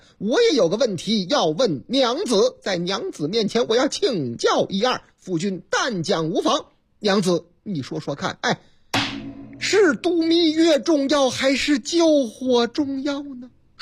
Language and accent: Chinese; Hunan, China; 在我的老家湖南